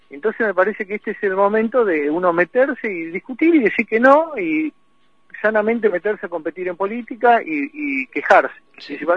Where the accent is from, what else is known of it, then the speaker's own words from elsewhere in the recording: Pico Truncado, Santa Cruz, Argentina; Yo viví mi infancia en Pico Truncado.